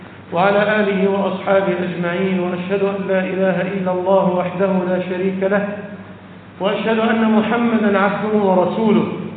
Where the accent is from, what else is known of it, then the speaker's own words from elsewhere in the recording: Egypt; وأقام عندنا في مصر ودفن هناك